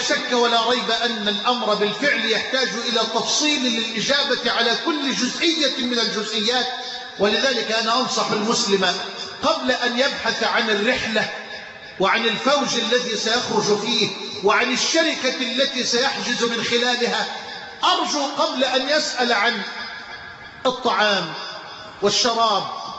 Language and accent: Arabic; Egypt; اللهم اجعل بلدنا مصر امنا امانا سخاء رخاء